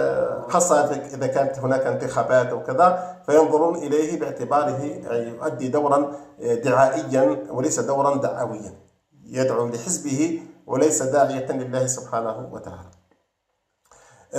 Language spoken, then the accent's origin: Arabic; Algeria; عندنا في الجزائر مثلا،